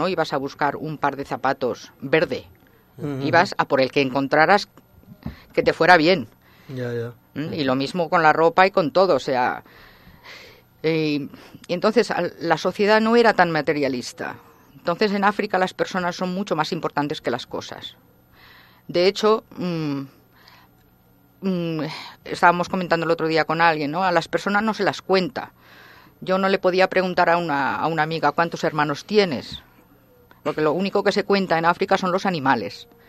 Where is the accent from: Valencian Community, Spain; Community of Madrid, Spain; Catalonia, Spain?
Catalonia, Spain; Barcelona; En Europa yo me acuerdo de pequeña en la playa, siempre soy de Barcelona y veraneábamos en la playa